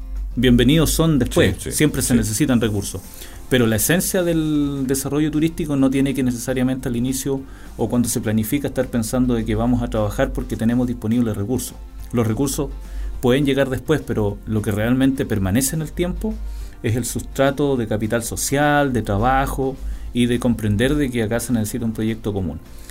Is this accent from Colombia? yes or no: no; Panguipulli, Los Ríos, Chile; cuando yo me vine de Panguipulli a Valdivia, me vine a un hogar universitario.